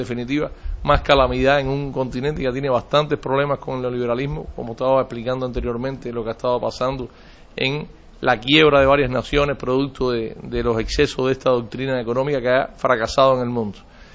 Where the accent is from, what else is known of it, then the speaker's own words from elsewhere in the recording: Cuba; Nosotros hemos meditado, lógicamente, como todo cubano, todo latinoamericano